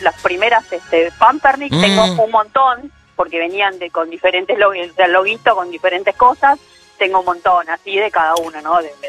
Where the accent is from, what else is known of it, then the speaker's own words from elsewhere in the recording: Uruguay; moved away; yo soy uruguaya, esta colección la inicié en Uruguay y me la traje cuando me mudé.